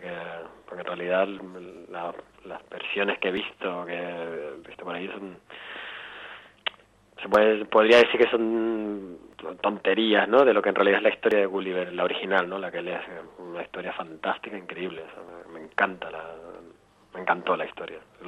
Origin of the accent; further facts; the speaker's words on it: Puerto de la Cruz, Canary Islands, Spain; now in Barcelona, Spain; yo soy del Puerto de la Cruz